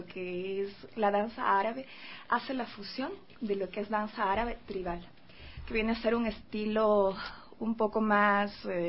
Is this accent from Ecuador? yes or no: yes; Quito, Pichincha, Ecuador; yo soy quiteña, y como se sabe, las quiteñas aquí se podría decir, o he escuchado mucho, que somos mojigatas